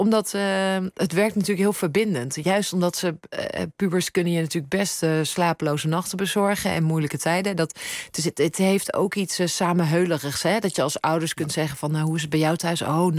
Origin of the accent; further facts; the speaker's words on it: Overijssel, Netherlands; Ik ben opgegroeid in Twente. En nou, ik had de ruimte daar wel nodig.